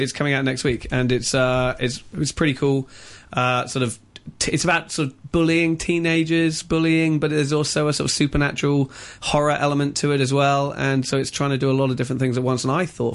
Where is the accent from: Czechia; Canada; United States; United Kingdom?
United Kingdom; Brighton, South East England; I come from Brighton.